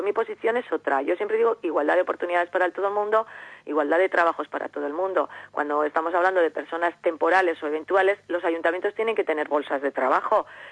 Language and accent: Spanish; Llodio, Basque Country, Spain; yo soy ciudadana de Llodio primero